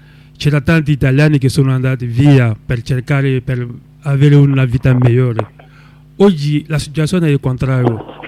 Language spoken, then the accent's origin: Italian; Côte d’Ivoire; now in Rosarno, Italy; africano, vengo da Costa d'Avorio, vivo da quasi 5 anni a Rosarno